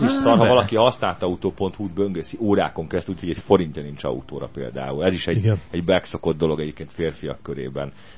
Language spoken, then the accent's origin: Hungarian; Budapest, Hungary; városi gyerek vagyok, én Budapesten születtem, 4. körülbelül 15-ben nőttem föl, de szerencsére az ilyen kertvárosi rész voltak, gyümölcsfák